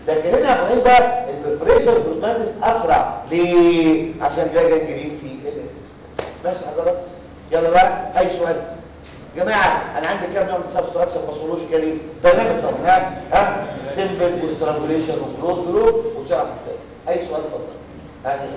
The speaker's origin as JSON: {"language": "Arabic", "country": "Egypt", "said": "ساعة ماتش الجزائر عمل لي عقدة نفسية أنا مصريين إيه؟"}